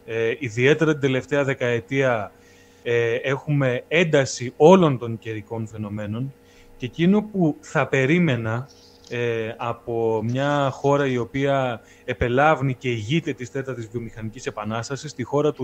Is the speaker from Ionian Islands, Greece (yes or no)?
no; Thessaly, Greece; Εμένα το χωριό μου προσωπικά βρίσκεται προς τα βόρεια των Τρικάλων.